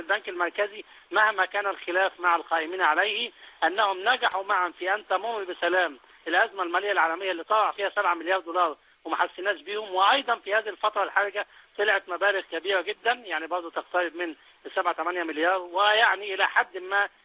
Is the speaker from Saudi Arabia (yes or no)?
no; Egypt; وهذا مطلب عادل يجب ان احنا كمصريين كلنا نتبناه